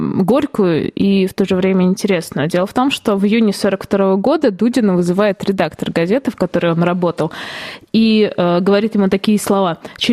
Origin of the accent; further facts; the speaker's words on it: Velikiye Luki, Pskov Oblast, Russia; now in Ivanovo, Russia; я сама родом не из Иваново, а из города Великие Луки, который находится в Псковской области.